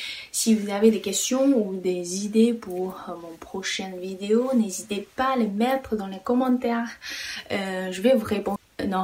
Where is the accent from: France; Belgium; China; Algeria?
China; French is a second language; je suis chinoise.